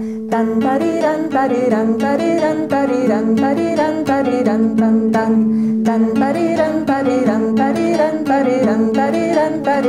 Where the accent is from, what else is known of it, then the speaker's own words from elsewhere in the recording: Argentina; Pero como sois españoles, la mayoría, y yo soy argentina